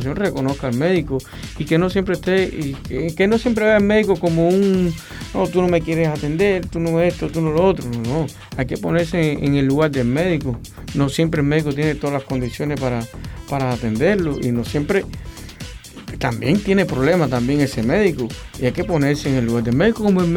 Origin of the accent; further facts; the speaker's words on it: Calimete, Matanzas, Cuba; now in Ciénaga de Zapata, Cuba; yo no soy natural de la Hacienda de Zapata, soy de Calimete.